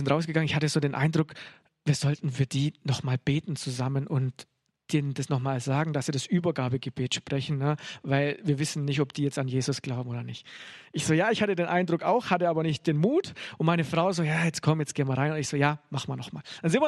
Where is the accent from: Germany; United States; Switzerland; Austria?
Germany; Bavaria; born there; ich bin ja in Bayern geboren, komme so richtig aus dem Katholischen